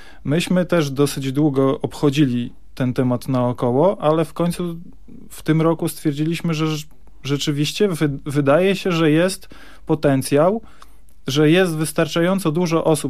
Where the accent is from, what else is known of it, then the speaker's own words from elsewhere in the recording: Bartoszyce, Warmian-Masurian Voivodeship, Poland; now in Gdynia, Poland; Tak, pochodzę z warmińsko-mazurskiego, z Bartoszyc. To w zasadzie nie jest ani Warmia, ani Mazury. U nas się na to mówi, że to jest Warmia, bo nie są to Mazury, ale tak naprawdę to są po prostu Prusy. Mieszkam natomiast na co dzień w Gdańsku. W Gdyni w zasadzie